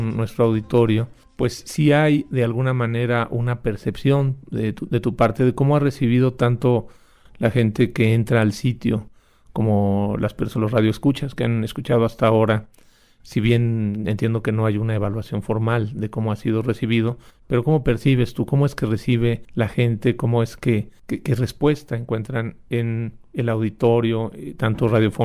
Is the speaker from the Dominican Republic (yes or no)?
no; Mexico; Entonces es muy paradójico que nosotros como mexicanos no seamos solidarios con gente que viene buscando un trabajo